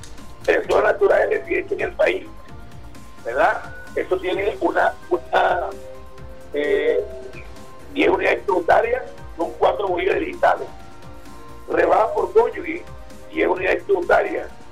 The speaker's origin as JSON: {"language": "Spanish", "country": "Venezuela", "said": "el deber como venezolano"}